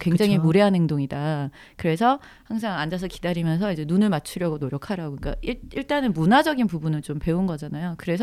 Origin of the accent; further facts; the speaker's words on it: South Korea; 왜냐하면은 우린 한국 사람인데 영어를 못한 게 당연하고